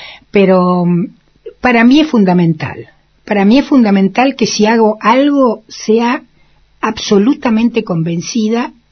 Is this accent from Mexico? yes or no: no; Argentina; Y yo dije, Perón, porque soy argentina.